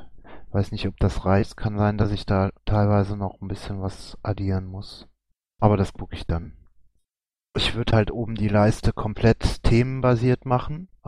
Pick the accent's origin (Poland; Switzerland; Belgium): Belgium; Eupen, Wallonia; born there; Eupen. Das ist auch eine Stadt in Ostbelgien, wo ich geboren bin im Übrigen